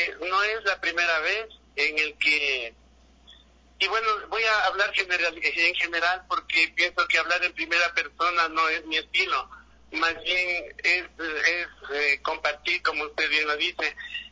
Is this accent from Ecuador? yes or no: yes; Otavalo, Imbabura, Ecuador; Yo soy ecuatoriano, yo soy otavaleño, entonces tengo que pintar nuestras costumbres, nuestras cosas que están cerca.